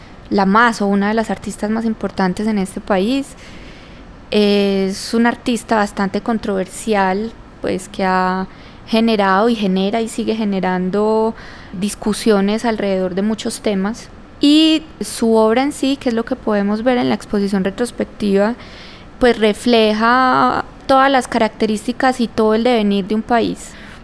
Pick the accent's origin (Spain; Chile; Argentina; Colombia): Colombia; para el país y para nosotros como colombianos.